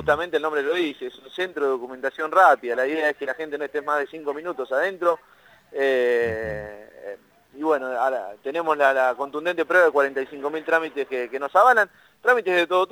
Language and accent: Spanish; Olavarría, Buenos Aires Province, Argentina; acá somos de Olavarría